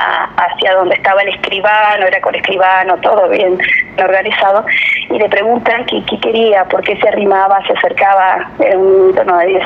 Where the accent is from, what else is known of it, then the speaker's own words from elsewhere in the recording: Argentina; estoy orgullosa, siempre lo voy a decir, de ser argentina, de vivir en mi país